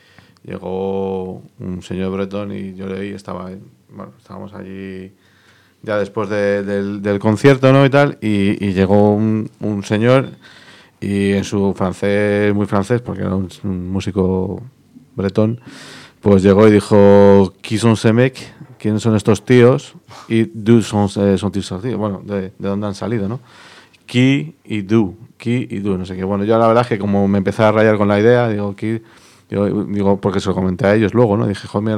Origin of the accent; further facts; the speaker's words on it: Madrid, Community of Madrid, Spain; Somos de Madrid, pero hacemos música de Castilla y de Bretaña